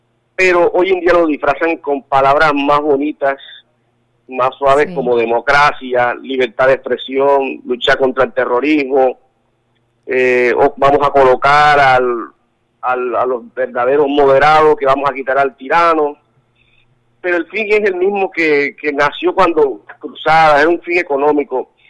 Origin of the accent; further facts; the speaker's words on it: Colombia; first language Spanish; yo soy un colombiano, soy latinoamericano, mi primera lengua es el castellano